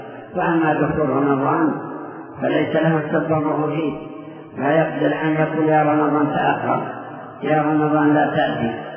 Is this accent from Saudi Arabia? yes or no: yes; Saudi Arabia; هذا أيضا موجود عندنا في المملكة بكثرة في الموادي